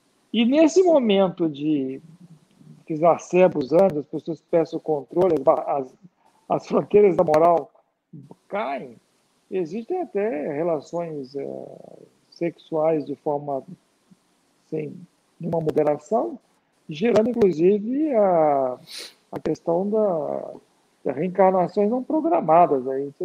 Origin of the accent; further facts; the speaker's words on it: Vitória, Espírito Santo, Brazil; also born or lived in Rio de Janeiro, Brazil; now in Piracicaba, Brazil; Eu sou originário da cidade de Vitória, Espírito Santo, embora morando em Piracicaba há mais de 30 anos, recebi o título de cidadão piracicabano, me sinto parte aqui da região. E morei boa parte também no Rio de Janeiro, onde eu estudei, fiz agronomia.